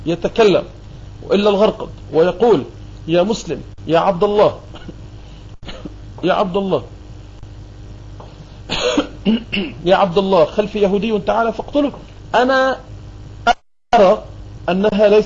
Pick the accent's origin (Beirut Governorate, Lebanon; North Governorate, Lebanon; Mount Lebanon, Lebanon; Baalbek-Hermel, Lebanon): Beirut Governorate, Lebanon; Beirut; لكني 100% ما عندي ولا أي شرش فلسطيني، ولكني أتحدث عن القدس وعن فلسطين أكثر مما أتحدث عن بيروت اللي هي مدينتي وعن لبنان اللي هو بلدي